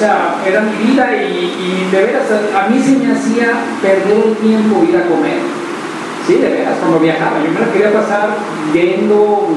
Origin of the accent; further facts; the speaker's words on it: Tlaquepaque, Jalisco, Mexico; born there; Yo nací en Tlaquepaque, Jalisco, la capital del mundo.